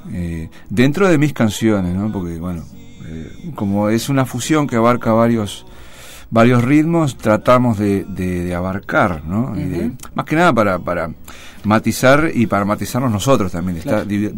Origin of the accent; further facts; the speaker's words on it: Uruguay; now in Mar del Plata, Argentina; mi raíz, vamos a contar a la gente, yo vengo de Uruguay, y entonces, bueno, mi folclore, mi sangre es candombera y murguera también.